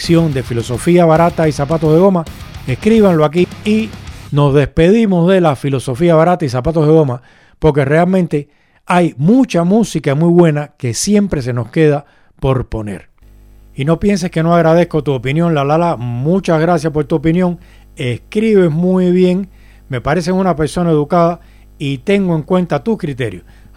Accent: Cuba; Y yo soy cubano. En Cuba hay epidemias y hay montones de muertes.

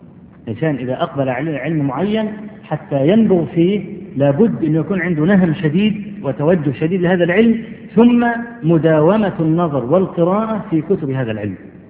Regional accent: Egypt; وأنا أذكر مرة في مسجد العزيز بالله عندنا في مصر

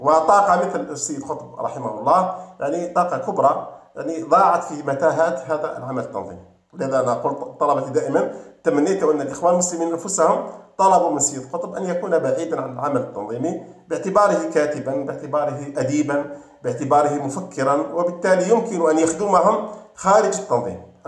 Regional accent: Algeria; عندنا في الجزائر مثلا،

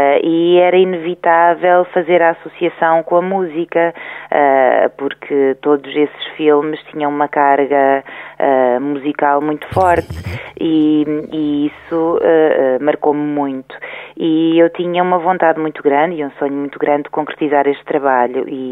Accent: Centro, Portugal; E eu, quando era pequenina, vivia ali no Baixo Mondego, naquela aldeia, e tinha uma certa liberdade. Essa liberdade acabou por me ser retirada inadvertidamente quando vim para Coimbra.

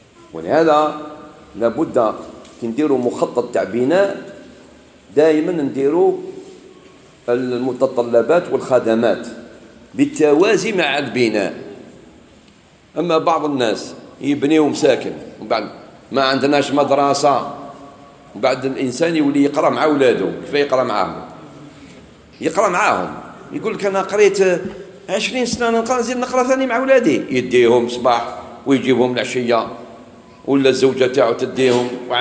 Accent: Algeria; بعض الناس يقولوا الجزائر، يعني بلادنا الجزائر فيها بزاف مساجد.

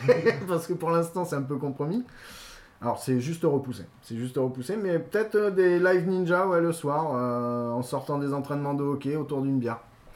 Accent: Bordeaux, Nouvelle-Aquitaine, France; nous on est de Bordeaux, donc ils peuvent pas comprendre ce que c'est.

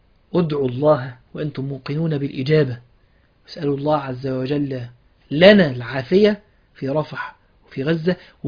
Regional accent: Egypt; ان انا مصري، الحمد لله ان انا عايش في بلد دي

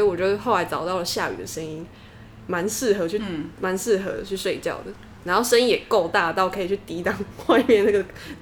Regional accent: Taiwan; accent: Taiwanese Mandarin; 像我就是一直唱台湾国语，打坏了整个节目。

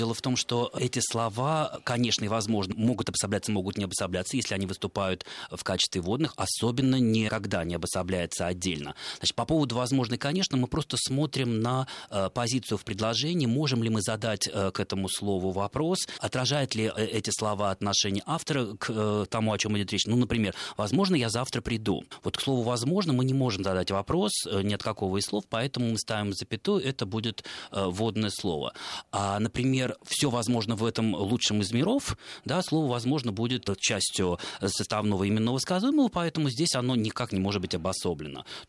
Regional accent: Saint Petersburg, Russia; И сами мы питерские.

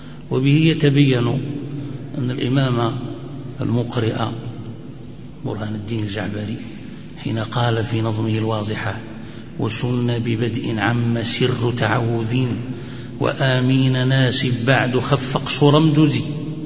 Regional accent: Morocco; وهذا نظم أيضا مشهور عندنا في المغرب، هناك يقرأ به الناس قراءة

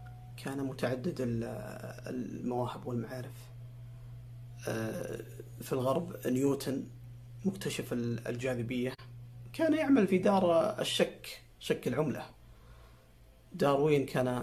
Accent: Saudi Arabia; ونحن كسعوديين عرب مسلمين

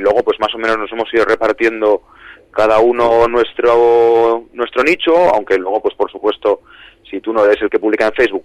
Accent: Madrid, Community of Madrid, Spain; todos los que estamos somos de Madrid y es lo que conocemos

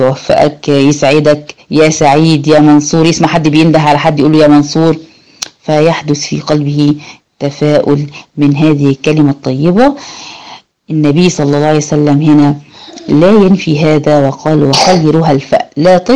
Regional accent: Egypt; إحنا بالنسبة لنا هنا كمصريين، صوت الغراب يعمل شوية قلق كده

